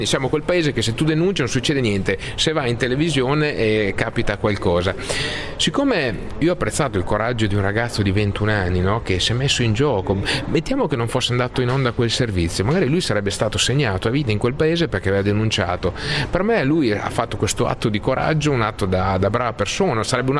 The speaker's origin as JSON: {"language": "Italian", "region": "Emilia-Romagna", "country": "Italy", "said": "forse da buon emiliano cerco di vedere sempre le cose positive"}